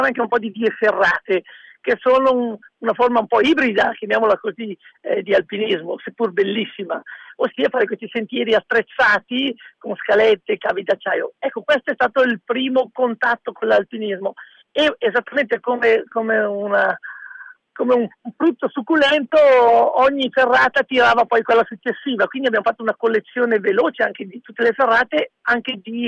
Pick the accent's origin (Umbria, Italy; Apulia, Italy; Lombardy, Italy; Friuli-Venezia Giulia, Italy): Lombardy, Italy; Bergamo; born there; io sono nato a Bergamo nel 1967, il 27 ottobre, quindi ho anche da poco compiuto gli anni.